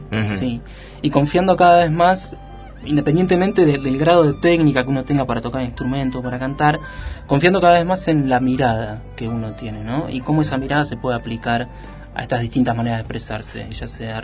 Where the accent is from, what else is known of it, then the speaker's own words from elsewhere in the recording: Bahía Blanca, Buenos Aires Province, Argentina; Montehermoso es una playa que queda a 100 kilómetros de Bahía Blanca. Yo soy de Bahía Blanca.